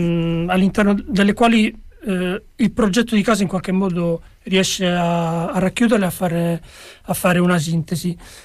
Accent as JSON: {"language": "Italian", "town": "Bologna", "region": "Emilia-Romagna", "country": "Italy", "said": "siamo io e Chiara, che veniamo da Bologna"}